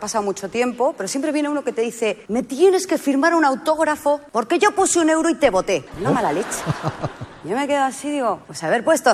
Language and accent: Spanish; Argentina; born there; yo nací en Argentina y voy a hablar de mí.